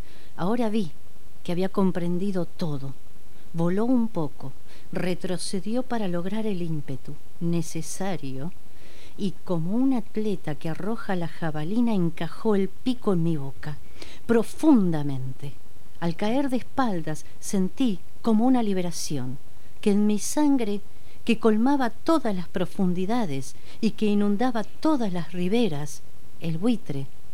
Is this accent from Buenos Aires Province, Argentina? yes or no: yes; Martín Coronado, Buenos Aires Province, Argentina; una revista barrial que sale en Coronado, Martín Coronado, de donde soy yo